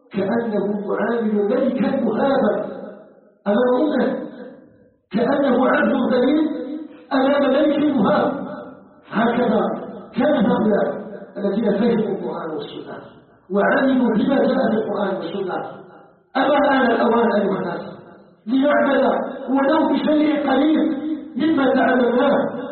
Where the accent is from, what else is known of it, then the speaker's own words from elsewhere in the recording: Algeria; ونسأله سبحانه أن يجعل بلدنا الجزائر بلدا آمنا مطمئنا